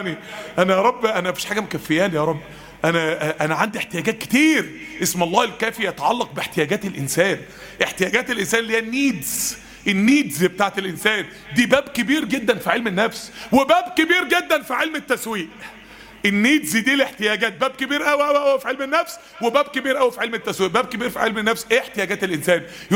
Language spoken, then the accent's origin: Arabic; Mansoura, Dakahlia, Egypt; كان عندنا يعني حد زميلنا يعني تعين في مستشفى المسالك والكلى عندنا في المنصورة